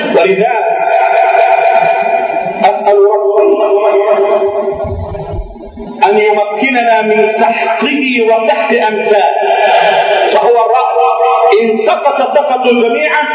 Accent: Egypt; بلدنا مصر

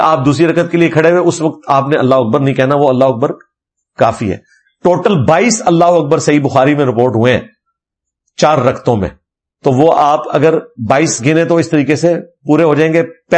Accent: Karachi, Sindh, Pakistan; میں کراچی سے ہوں, ہمارے شہر میں ڈکیتیاں بہت ہوتی ہیں

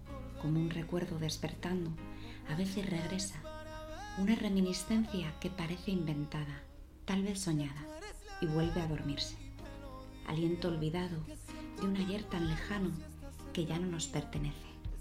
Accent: Madrid, Community of Madrid, Spain; de Madrid.

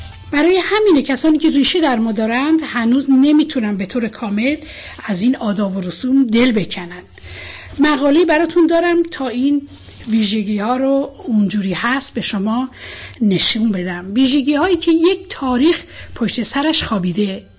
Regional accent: Iran; من به عنوان یه ایرانی برای وقتم احترام قائلم

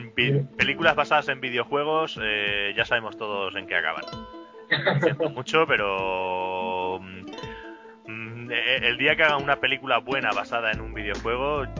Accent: Plasencia, Extremadura, Spain; now in Madrid, Spain; Yo soy de Plasencia, de Cáceres, pero vivo en Madrid recientemente

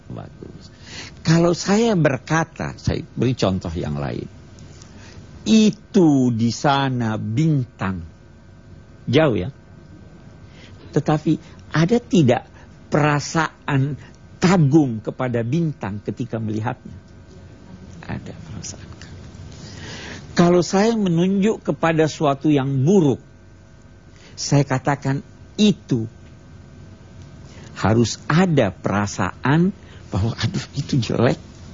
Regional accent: Makassar, South Sulawesi, Indonesia; Ini kampung saya.

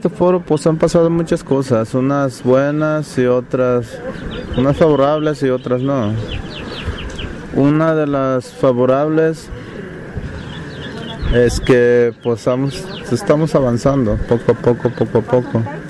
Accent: Zacualpan, Colima, Mexico; soy del estado de Colima, de un pueblo que se llama Zacualpan.

